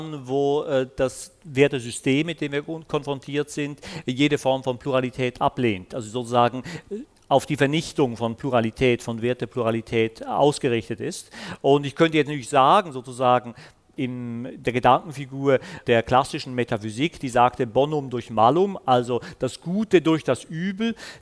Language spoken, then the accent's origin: German; Switzerland; das sage ich jetzt als Schweizer, der seit 20 Jahren eine SVP in dem Land hat